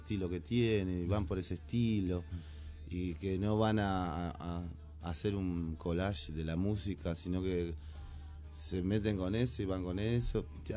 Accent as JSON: {"language": "Spanish", "town": "Moreno", "region": "Buenos Aires Province", "country": "Argentina", "said": "Yo siempre hablo acá en Moreno, ¿no? Porque soy de Moreno"}